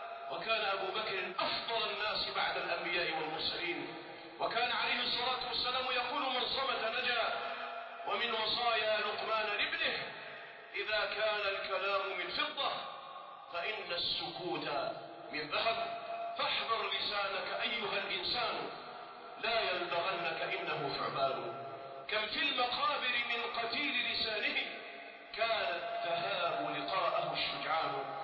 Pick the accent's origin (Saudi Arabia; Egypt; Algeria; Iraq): Algeria; واجعل بلدنا الجزائر هذا بلدا آمنا مطمئنا